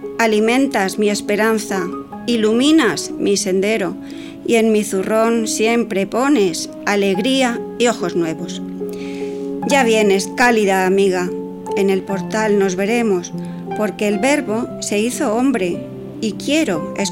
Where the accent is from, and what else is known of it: Madrid, Community of Madrid, Spain; born or raised there; also born or lived in Loja